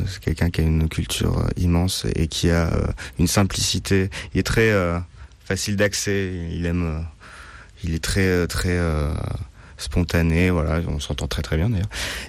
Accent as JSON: {"language": "French", "town": "Nice", "region": "Provence-Alpes-Côte d'Azur", "country": "France", "tie": "born there", "said": "j'ai toujours été pas très loin de la mer parce que je suis né à Nice, parce que mes parents m'ont toujours amené jusqu'il y a peu en Bretagne, d'abord sur une presqu'île puis ensuite sur une île."}